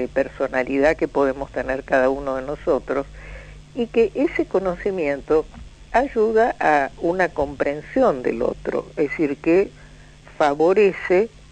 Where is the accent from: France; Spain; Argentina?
Argentina; Cuando decimos los argentinos no somos los porteños, solamente